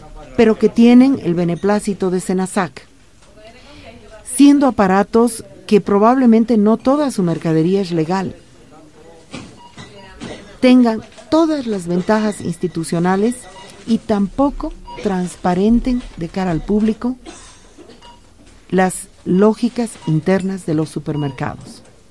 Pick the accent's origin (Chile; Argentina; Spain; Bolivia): Bolivia; merecemos como clientes, merecemos como bolivianos y bolivianas